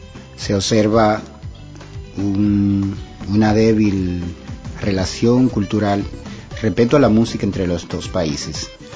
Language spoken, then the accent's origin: Spanish; Dominican Republic; Como dominicano sé cantar merengue, bachata, guaracha, son, etc. Es decir, soy un cantante del trópico. Y los cantantes de por aquí, de la República Dominicana, generalmente abordamos muchos ritmos.